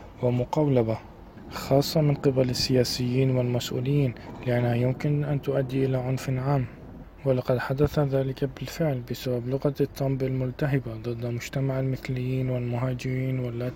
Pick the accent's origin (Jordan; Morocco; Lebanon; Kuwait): Lebanon; هنا في بلدي لبنان مشكلة النفايات كبيرة جدا